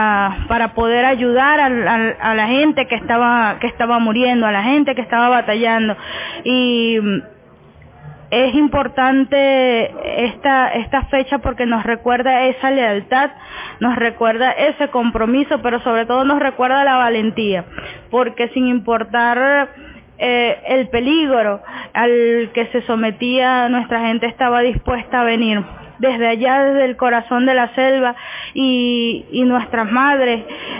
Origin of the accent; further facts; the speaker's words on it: Venezuela; nuestro sentimiento patriota, nuestro sentimiento como venezolanos y venezolanas de esta patria que nos enorgullece muchísimo